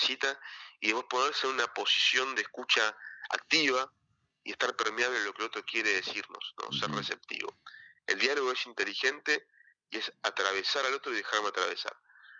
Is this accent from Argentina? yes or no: yes; Concepción del Uruguay, Entre Ríos, Argentina; Mis viejos, yo soy de Concepción del Uruguay, mis papás también, pero me decían que de chicos iban a bailar a Concordia